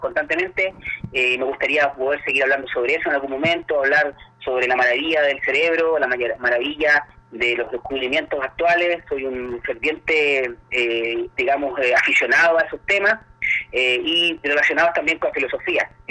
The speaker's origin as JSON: {"language": "Spanish", "country": "Chile", "said": "qué nos pasa como chilenos en tema de la convivencia"}